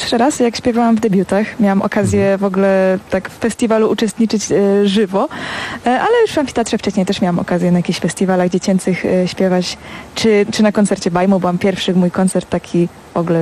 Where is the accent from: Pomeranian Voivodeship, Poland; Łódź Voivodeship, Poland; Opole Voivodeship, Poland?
Opole Voivodeship, Poland; regionalnie w powiecie krapkowickim, czyli stamtąd skąd pochodzę